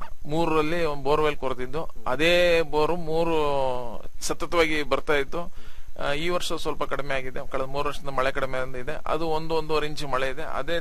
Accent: Shribidre, Karnataka, India; ನಂದು ಶ್ರೀಬಿದ್ರೆ ಅಂತ ಹೇಳ್ಬಿಟ್ಟು, ಕಡೂರು ತಾಲೂಕು ಸಕರೆಪಟ್ಟಣ ಹೋಬಳಿ.

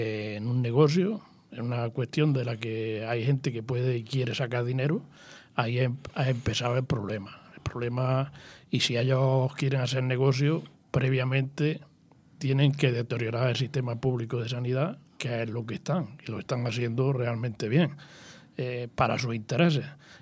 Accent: Fernán Núñez, Andalusia, Spain; por ponerte un ejemplo, a la gente de mi pueblo en Fernán Núñez lo están mandando a hacerse un TAS, por ejemplo, a Lucena.

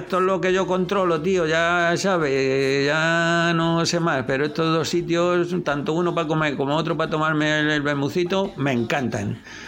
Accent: Madrid, Community of Madrid, Spain; Pero yo soy de Madrid y en Madrid, pues también hacemos lo mismo, ¿no?

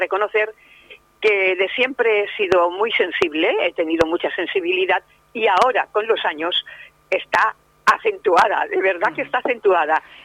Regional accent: Elche, Valencian Community, Spain; also born or lived in Monóvar; nací en Monóvar, pero claro, toda mi vida ha pasado en Elche, en la ciudad de las palmeras

